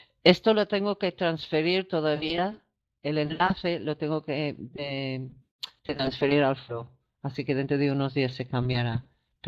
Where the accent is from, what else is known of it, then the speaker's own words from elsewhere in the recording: England, United Kingdom; Spanish is a second language; yo que soy inglesa